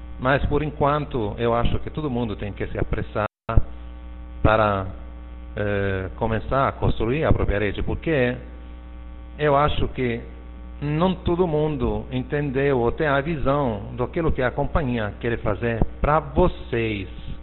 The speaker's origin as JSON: {"language": "Portuguese", "country": "Italy", "second_language": "Portuguese", "said": "É claro que eu sou italiano, escrevo com o teclado do meu computador italiano, então faltam acentos, faltam coisas"}